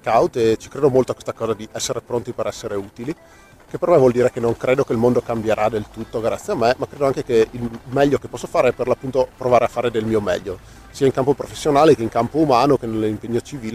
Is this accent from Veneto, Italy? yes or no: yes; Veneto, Italy; moved away as an adult; now in Stuttgart, Germany; ho 29 anni e vivo a Stoccarda, in Germania. Vengo dalla provincia di Belluno